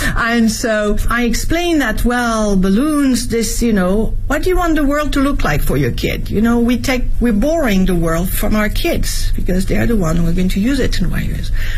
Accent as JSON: {"language": "English", "country": "France", "tie": "born or raised there", "lives_now": "Beijing, China", "said": "My environment, as I was growing up in France, we never really questioned it, but now we do."}